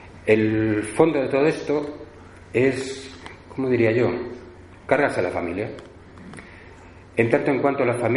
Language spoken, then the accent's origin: Spanish; Madrid, Community of Madrid, Spain; Somos aquí todos de Madrid